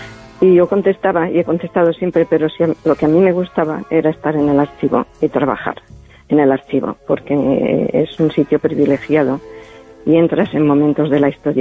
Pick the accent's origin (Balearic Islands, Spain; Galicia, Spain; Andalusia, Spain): Balearic Islands, Spain; Spanish is a second language; yo soy procedente de Mallorca. Y entonces yo aprendí el castellano, aunque no hablo bien el catalán, el mallorquín, pues yo he aprendido un castellano un poco deficiente desde mi punto de vista.